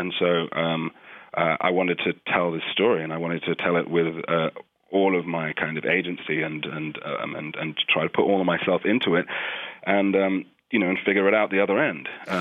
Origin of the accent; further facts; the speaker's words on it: London, United Kingdom; growing up in London